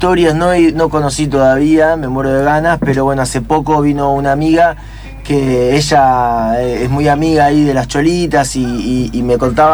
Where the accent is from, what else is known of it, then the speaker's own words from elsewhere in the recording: Buenos Aires, Argentina; Hay como una cultura ahí que yo soy bastante porteño